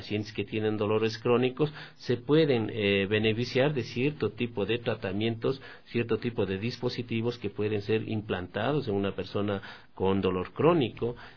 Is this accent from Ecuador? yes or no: yes; Guaranda, Bolívar, Ecuador; born there; yo nací en Guaranda, entonces decíamos, éramos vecinos.